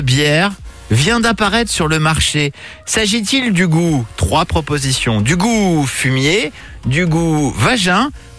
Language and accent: French; Normandy, France; chez moi en Normandie?